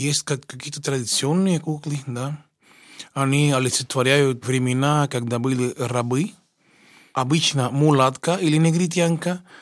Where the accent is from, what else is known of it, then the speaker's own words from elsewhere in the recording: Cuba; moved away as an adult; now in Russia; Приехал я из Кубы учиться в консерватории имени Чайковского, которую окончил экстерном в 93-м году. А приехал я в 89-м году.